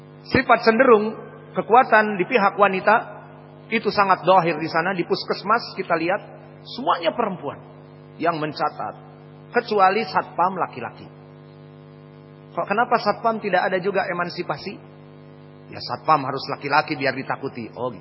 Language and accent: Indonesian; West Sumatra, Indonesia; mereka takut kepada istrinya, terutama afwan seperti di tempat kita urang awak, karena matrilinealisme